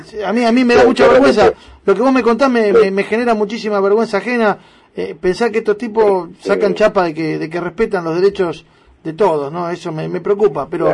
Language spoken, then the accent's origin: Spanish; Buenos Aires, Argentina; te lo digo como porteño, como habitante y permanentemente transeúnte y automovilista de la ciudad de Buenos Aires